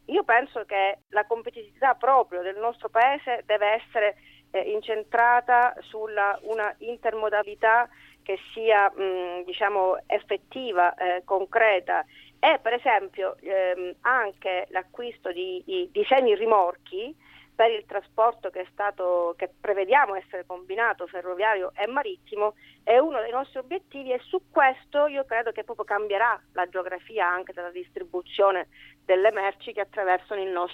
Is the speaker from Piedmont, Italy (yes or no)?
no; Sicily, Italy; anche da siciliano ho seguito per le imprese che hanno, insomma, queste difficoltà, e anche nella mia regione